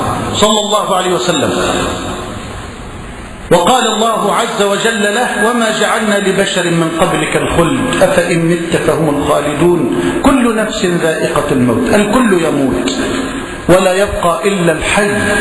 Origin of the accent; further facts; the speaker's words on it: Egypt; واجعل بلدنا مصر واحة للأمن والأمان وجميع بلاد المسلمين.